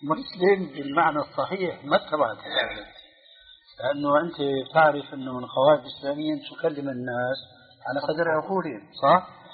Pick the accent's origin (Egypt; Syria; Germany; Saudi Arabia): Germany; Arabic is a second language; لأنه أنا ألماني